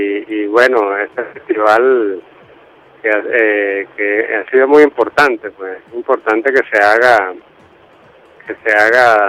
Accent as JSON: {"language": "Spanish", "town": "Maracay", "region": "Aragua", "country": "Venezuela", "said": "yo vengo de Maracay y yo estaba en Valencia haciendo una carrera de licenciado en computación"}